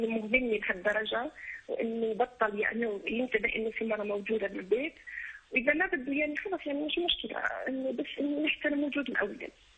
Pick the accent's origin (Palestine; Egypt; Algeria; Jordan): Algeria; انا جزائريه في جامعه سعودي وعندي مع الاولاد.